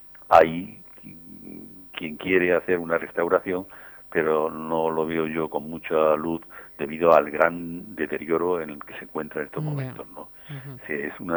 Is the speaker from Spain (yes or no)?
yes; Velada, Castilla-La Mancha, Spain; quiero mucho a mi pueblo